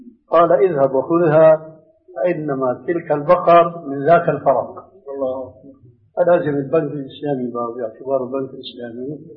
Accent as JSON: {"language": "Arabic", "country": "Syria", "said": "عندنا بالشام"}